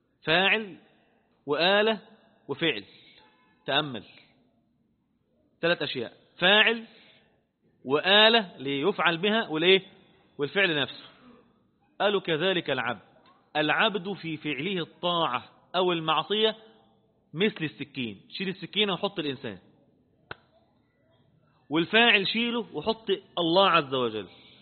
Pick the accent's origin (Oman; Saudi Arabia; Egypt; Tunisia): Egypt; احنا كمصريين بفضل الله عز وجل